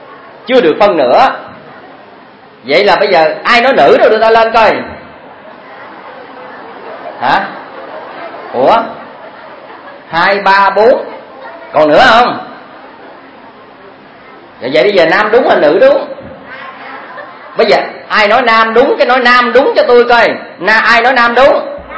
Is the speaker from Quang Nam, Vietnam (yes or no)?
no; Chắc Cà Đao, An Giang, Vietnam; tại tôi ở Chắc Cà Đao, chứ mà ở Sài Gòn á, thì tôi thấy ở dân quê tôi á